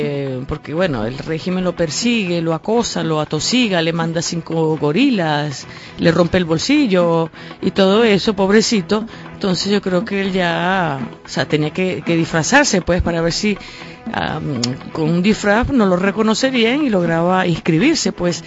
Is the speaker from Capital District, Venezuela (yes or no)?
yes; Caracas, Capital District, Venezuela; born there; Sí, yo nací en Caracas.